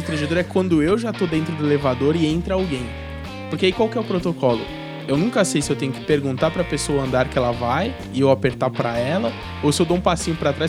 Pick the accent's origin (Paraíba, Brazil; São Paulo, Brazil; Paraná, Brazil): São Paulo, Brazil; born there; also born or lived in Goiás / Salvador; eu nasci em São Paulo, morei muitos anos em Goiás. E nesses dois lugares que eu morei, é um beijinho só. Aí eu fui pra Salvador